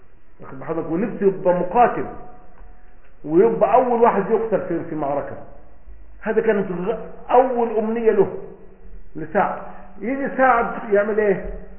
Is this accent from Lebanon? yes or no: no; Egypt; هذا مثلا عندنا في مصر